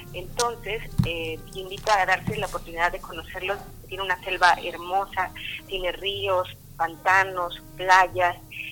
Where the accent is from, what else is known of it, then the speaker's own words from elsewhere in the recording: Comalcalco, Tabasco, Mexico; Yo soy de Comalcalco, como les decía, pero de una zona de rancherías, que es una como un conjunto de ranchos